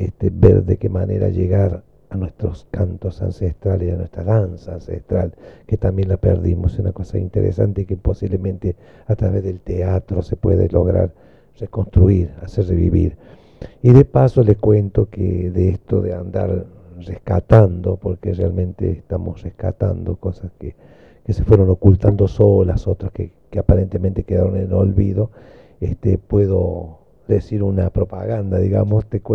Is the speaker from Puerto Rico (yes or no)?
no; Córdoba, Argentina; accent: Cordobés; Bueno, la tonada me designa de dónde soy, ¿no? Cordobés. Yo soy de la familia de los Diaguitas, soy de los pueblos originarios.